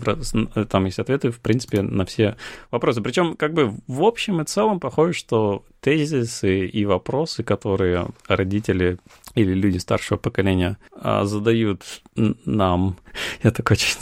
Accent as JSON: {"language": "Russian", "country": "Russia", "said": "мы сказали, что да, мы, типа, из России"}